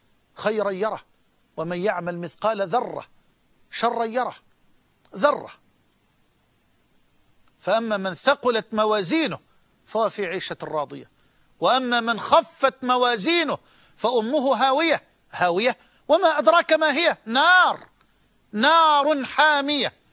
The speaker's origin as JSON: {"language": "Arabic", "country": "Egypt", "said": "وأسأل الله جل وعلا أن يجعل بلدنا مصر أمنا أمانا"}